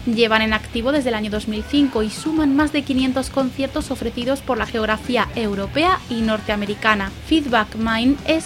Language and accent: Spanish; Valladolid, Castile and León, Spain; Valladolid es mi tierra y siempre me enorgullece poder afirmar sin ninguna duda que aquí hay muy buenas propuestas